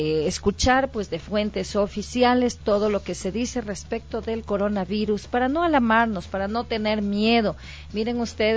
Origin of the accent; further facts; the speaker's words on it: Ecuador; no ser tan apapachadores como lo somos todos los ecuatorianos